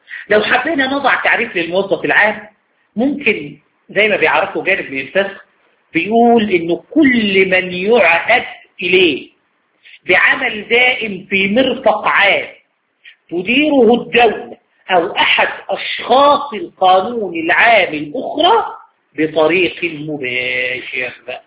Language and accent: Arabic; Egypt; والقضاء الاداري عندنا في مصر قال هذا الكلام